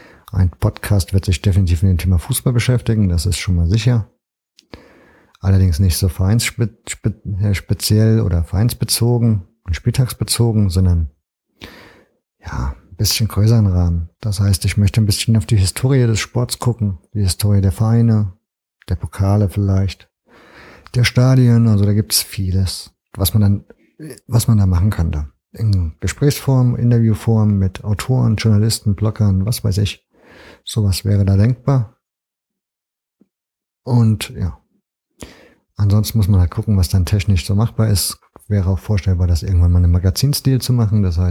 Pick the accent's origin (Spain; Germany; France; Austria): Germany; Leipzig, Saxony; also born or lived in Bad Salzungen; Ich bin 39 Jahre alt, bin geboren in Bad Salzungen. Das ist an der ehemals deutsch-deutschen Grenze, schön im Thüringer Wald gelegen. Schon ein paar Wochen nach meiner Geburt bin ich dann nach Leipzig verzogen, in die Messestadt und letzten Endes Wendestadt